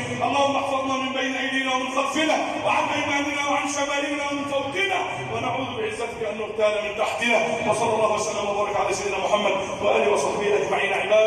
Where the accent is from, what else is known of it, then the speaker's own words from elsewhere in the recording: Egypt; اجعل بلدنا مصر امنا امانا، سخاء رخاء